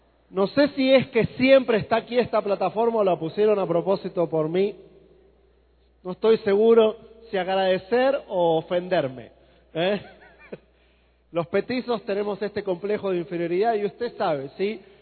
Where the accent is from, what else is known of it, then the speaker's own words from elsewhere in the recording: Argentina; soy argentino. Disculpen por eso. Yo sé que tengo que anticiparlo, si no en un ratito alguno va a identificar mi acento y ya va a dejar de escuchar